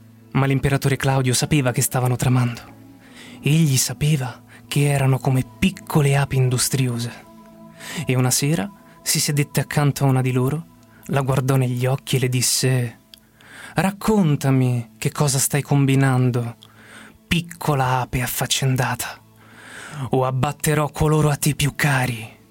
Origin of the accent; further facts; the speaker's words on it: Rome, Lazio, Italy; Vengo da Roma.